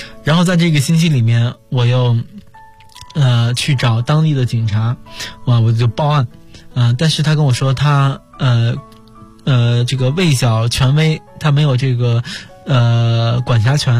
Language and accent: Chinese; China; 我觉得 作为一个中国人还是应该出手相助的。